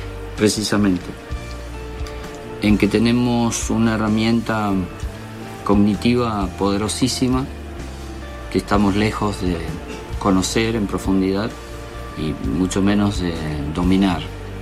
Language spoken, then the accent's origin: Spanish; Uspallata, Mendoza, Argentina; yo veía como chico de la montaña, porque yo bajé de Uspallata, me crié en Uspallata, en la naturaleza, y cuando llegué a la ciudad fue muy fuerte el impacto